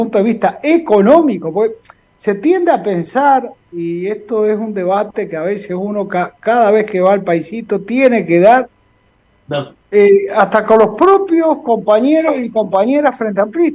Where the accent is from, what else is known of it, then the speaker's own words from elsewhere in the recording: Uruguay; moved away; somos uruguayos y uruguayas, y porque nos hayamos ido de nuestra tierra, no perdemos nuestra nacionalidad.